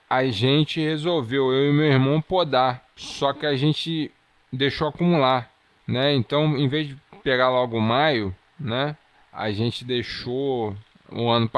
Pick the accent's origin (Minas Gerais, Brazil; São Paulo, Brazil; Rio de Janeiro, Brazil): Rio de Janeiro, Brazil; Niterói; manter você conterrâneo ligado nos Paranauê da Cidade Sorriso da Boca Desdentada